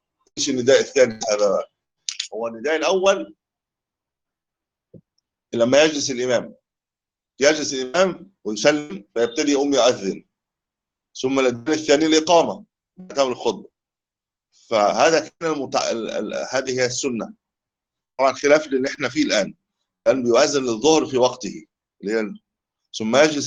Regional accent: Egypt; هو لا يؤذن عندنا في مصر

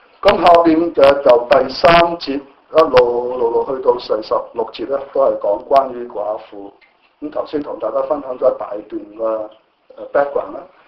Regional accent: China; 就好像我們中國人的傳統都是不會說靠政府養或者去等他老人院

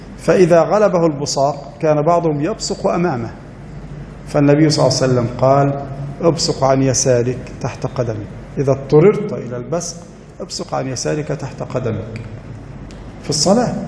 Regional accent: Egypt; قد يكون عدد المحافظة عندنا في مصر مثلا 5 ملايين

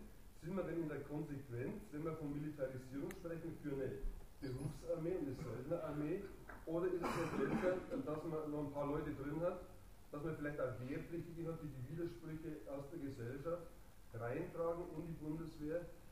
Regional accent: Bavaria, Germany; Wie Sie hören, bin ich aus Bayern, sogar da war das möglich

